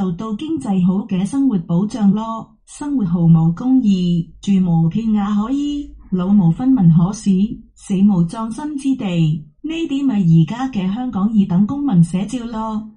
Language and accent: Cantonese; Macau; 我都系澳门人。